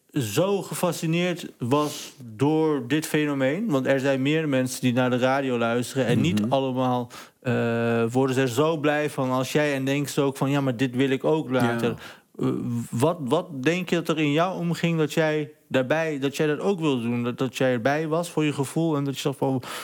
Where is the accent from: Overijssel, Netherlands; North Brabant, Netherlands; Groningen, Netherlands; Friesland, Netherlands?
Overijssel, Netherlands; accent: Sallands; ik krijg nu nog soms te horen, zeker als ik een drankje op heb of ben moe... dat ik opeens Sallands ga praten.